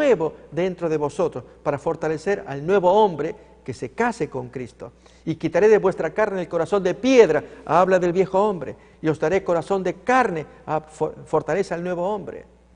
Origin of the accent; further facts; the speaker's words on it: Tucumán, Argentina; Cuando yo niño, viví un tiempo frente a una cárcel, allí en mi provincia Tucumán de Argentina.